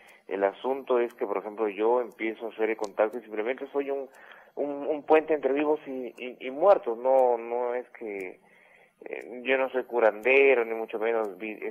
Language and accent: Spanish; Talara, Piura, Peru; yo soy de Talara, de un distrito que se llama El Alto.